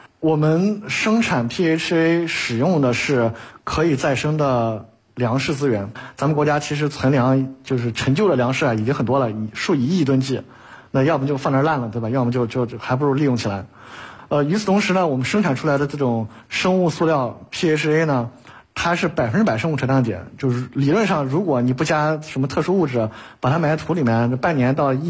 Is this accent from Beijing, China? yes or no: no; Xinjiang, China; 我们在这个新疆的爱丁湖，这其实距离我家乡没多远